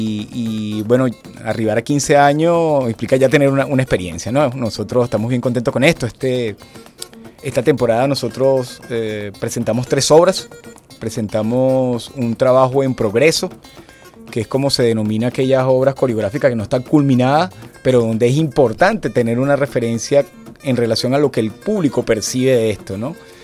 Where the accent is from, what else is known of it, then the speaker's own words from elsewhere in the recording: Caracas, Capital District, Venezuela; como lo entendemos en la ciudad de Caracas, porque nosotros somos caraqueños y nos interesa lo cotidiano, lo urbano